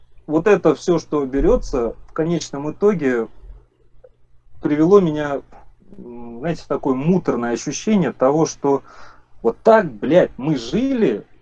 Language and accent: Russian; Russia; Вот я живу в России годами, ну... Блин, я, можно сказать, вырос в России.